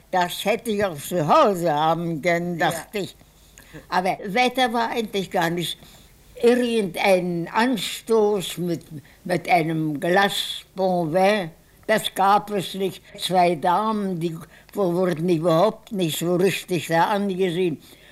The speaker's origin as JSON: {"language": "German", "region": "Berlin", "country": "Germany", "said": "Wir wohnten weit ab in Vororten und fühlten uns doch als Berliner."}